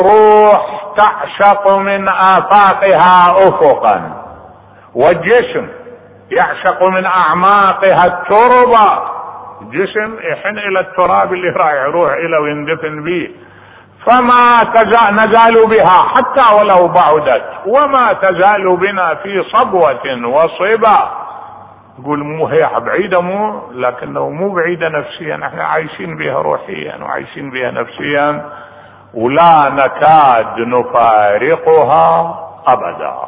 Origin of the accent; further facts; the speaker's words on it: Iraq; واحد انقتل ببا خمرة عندنا بالعراق